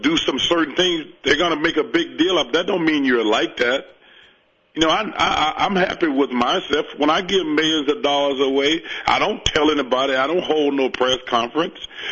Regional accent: Alabama, United States; Listen, I'm from Alabama. We're the fattest state.

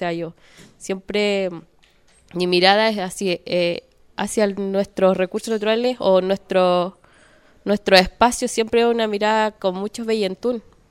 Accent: Contulmo, Biobío, Chile; Yo soy de Licura, eso está en Contulmo, Sora Lafquenche.

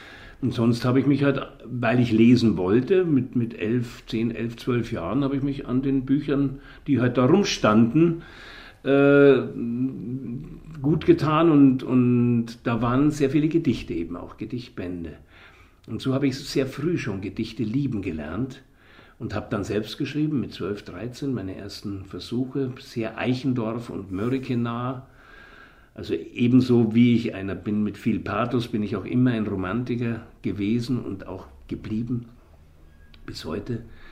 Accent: Munich, Bavaria, Germany; Ja, München ist natürlich meine Heimat gewesen, meine örtliche Heimat.

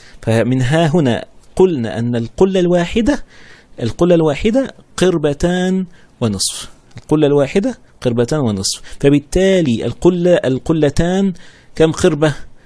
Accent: Egypt; اذا كان احنا عندنا في مصر كل حاجه كده سفروته صغيره خالص

